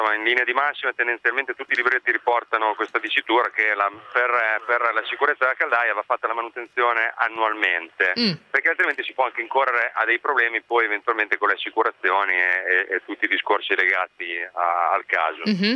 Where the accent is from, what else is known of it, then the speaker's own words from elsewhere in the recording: Rimini, Emilia-Romagna, Italy; Specifico che sono riminese italiano.